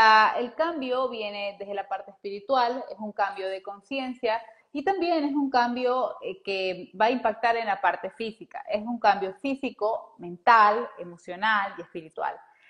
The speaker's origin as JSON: {"language": "Spanish", "country": "Ecuador", "said": "Un abrazo fuerte para Ecuador, mi tierra hermosa."}